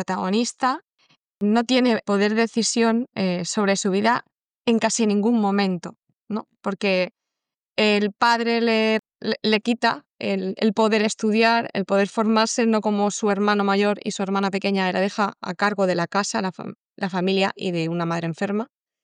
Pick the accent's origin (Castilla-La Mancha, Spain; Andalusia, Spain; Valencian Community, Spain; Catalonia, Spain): Valencian Community, Spain; Alicante; Yo soy alicantina, mi abuela es alicantina.